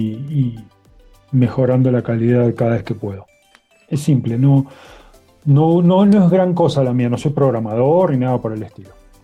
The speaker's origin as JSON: {"language": "Spanish", "country": "Argentina", "moved": "yes", "lives_now": "Cusco, Peru", "said": "No, soy argentino. Aunque vivo en Perú, vivo en Cusco."}